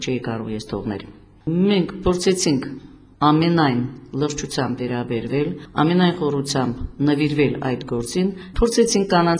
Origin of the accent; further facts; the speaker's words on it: Nagorno-Karabakh, Azerbaijan; որպես հայուհի, որպես մանկավարժ, որպես արցախցի, որպես կին